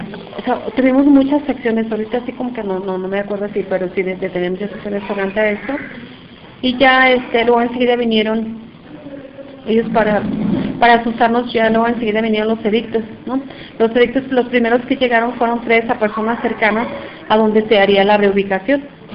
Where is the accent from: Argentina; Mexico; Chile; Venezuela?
Mexico; Temacapulín, Jalisco; vengo de la comunidad de Temacapulín.